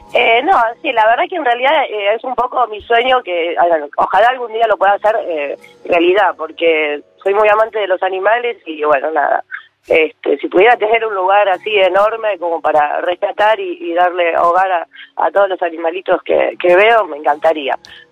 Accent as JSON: {"language": "Spanish", "town": "El Palomar", "region": "Buenos Aires Province", "country": "Argentina", "said": "Soy de Palomar."}